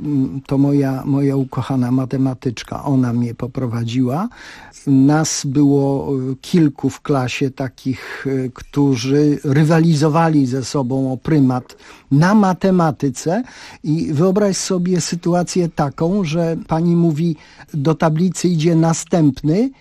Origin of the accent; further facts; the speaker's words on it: Przeworsk, Subcarpathian Voivodeship, Poland; born there; mnie na świat Bocian przeniósł w Przeworsku. To było, gdy się urodziłem, małe miasteczko na Rzeszowszczyźnie, które miało około 3000 mieszkańców